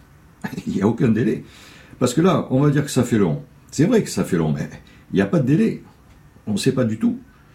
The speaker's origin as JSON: {"language": "French", "region": "Corsica", "country": "France", "said": "Non, je ne suis pas d'origine corse, je suis corse."}